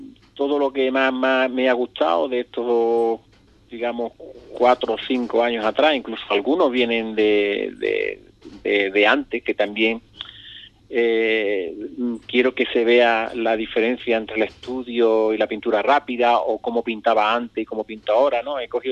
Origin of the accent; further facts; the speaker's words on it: Ubrique, Andalusia, Spain; me han preguntado un montón de veces que cuando iba a poner aquí en mi pueblo.